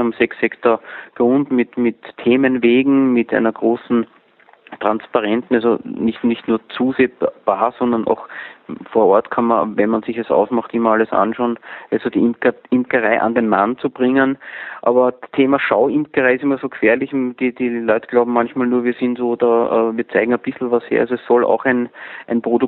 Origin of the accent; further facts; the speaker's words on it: Vienna, Austria; born there; now in Attersee, Austria; 48 Jahre alt, geboren in Wien